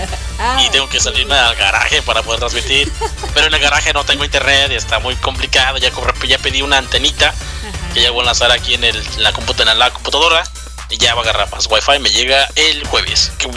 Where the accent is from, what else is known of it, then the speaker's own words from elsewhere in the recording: Puebla, Mexico; Soy poblano y la cumbia la llevo en la sangre.